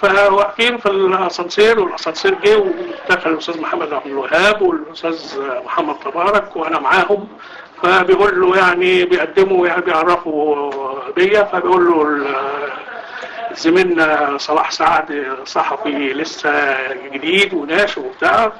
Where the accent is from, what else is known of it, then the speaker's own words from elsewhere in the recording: Egypt; فكان صاحب الفندق لما عرف ان احنا مصريين